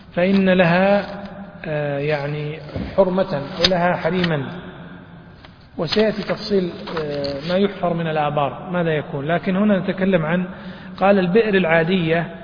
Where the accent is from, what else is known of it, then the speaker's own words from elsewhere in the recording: Riyadh, Riyadh Province, Saudi Arabia; يعني مثلا تذهب مثلا إلى طريق أو الوادي عندنا في الرياض، وادي الحائر يمشي فيه الماء